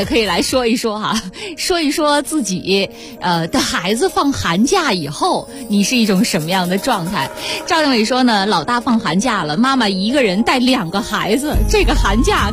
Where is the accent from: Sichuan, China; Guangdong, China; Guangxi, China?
Guangxi, China; Nanning; 比如说我老家广西南宁，基本上我们叫绿城嘛，一年四季都是绿的